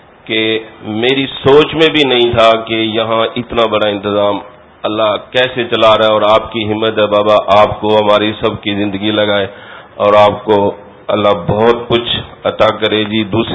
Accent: Dera Ghazi Khan, Punjab, Pakistan; میں پنجاب سے آیا ہوں, ڈیرہ غازی خان شہر سے … میں ٹرانسپورٹر ہوں.

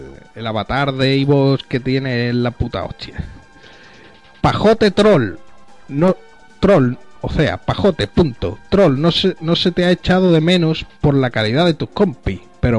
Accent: Zaragoza, Aragon, Spain; Yo soy de Zaragoza y de vez en cuando voy por Teruel a visitar a unos amiguetes.

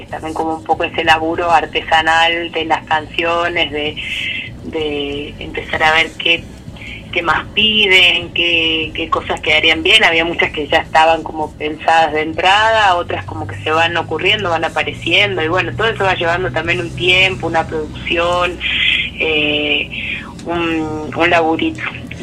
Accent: Salsipuedes, Córdoba, Argentina; nosotros somos de Salsipuedes y de Sierras Chicas.

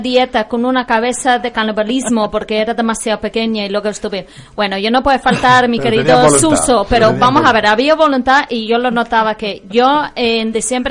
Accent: Tinajo, Canary Islands, Spain; yo soy de Tinajo y yo estoy

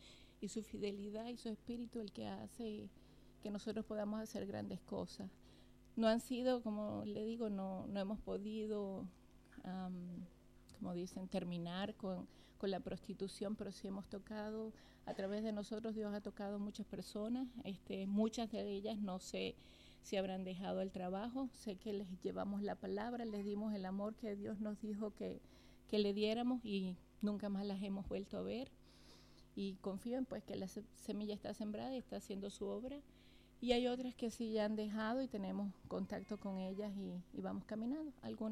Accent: Venezuela; yo soy de Venezuela

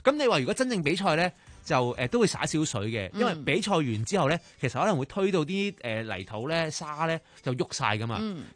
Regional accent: China; 我哋中国人咧会撒米嘛，

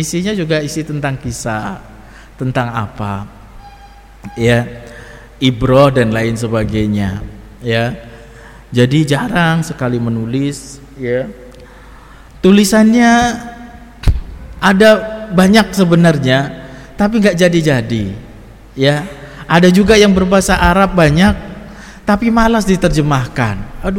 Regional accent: Brebes, Central Java, Indonesia; Sering disampaikan saya dari Brebes.

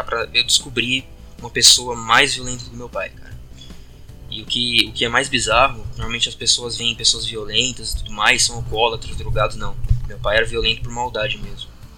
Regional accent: Guarujá, São Paulo, Brazil; also born or lived in Campinas; eu nasci em Campinas, morei um tempo aqui e depois, não me lembro porque também era criança, nós mudamos para o Guarujá, interior de São Paulo, ali no litoral.

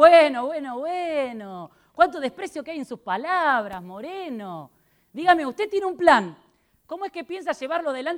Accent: Potosí, Bolivia; Ah, no me diga, así que estuvo en mi ciudad de origen.

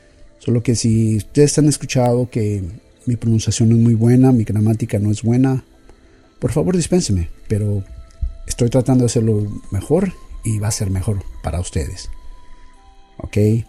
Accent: Mexico; A pesar de que soy mexicano, tengo alrededor de 25 años que básicamente mi práctica en leer el español ha sido completamente nula.

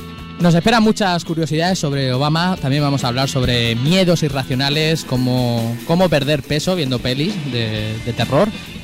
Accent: Spain; somos así de americanos nosotros, pero también somos españoles

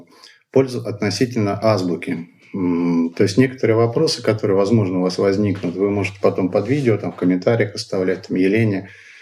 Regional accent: Rakity, Altai Krai, Russia; born there; Родился я в Алтайском крае. Есть такое замечательное поселение, называется Ракиты.

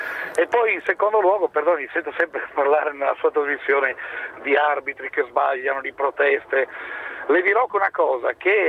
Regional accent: Udine, Friuli-Venezia Giulia, Italy; io intanto sono dell'Udinese, ci mancherebbe altro di Udine

